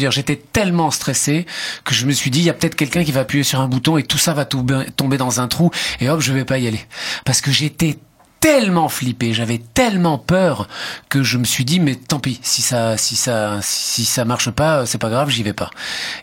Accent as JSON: {"language": "French", "country": "Italy", "said": "comme j'habitais, c'était à Menton, à la frontière italienne, et que donc je suis italien"}